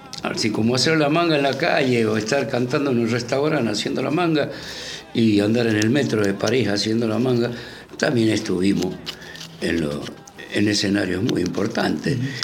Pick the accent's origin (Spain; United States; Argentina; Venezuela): Argentina; Porque a nosotros nos criaron como la Argentina potencia y que somos los mejores del mundo.